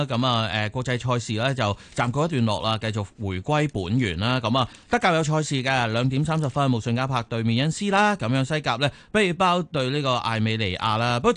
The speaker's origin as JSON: {"language": "Cantonese", "country": "Hong Kong", "said": "我作为香港人"}